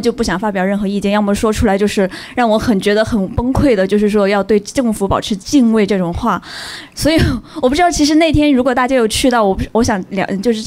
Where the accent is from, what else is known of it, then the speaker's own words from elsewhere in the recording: China; 我是内地来的